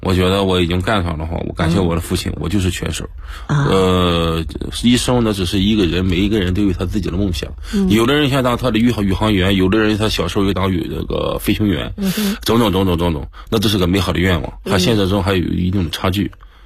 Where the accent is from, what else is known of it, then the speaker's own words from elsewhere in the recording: Qingdao, Shandong, China; 我出生在青岛，山东青岛。可能是在我们这个青岛啊，对这个拳击啊，这个领域啊，对拳击这个氛围很浓厚。